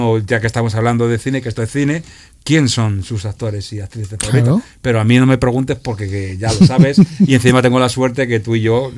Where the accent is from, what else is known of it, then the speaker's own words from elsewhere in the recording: Seville, Andalusia, Spain; yo no estoy aquí en Madrid, yo soy de Sevilla, estoy en Sevilla.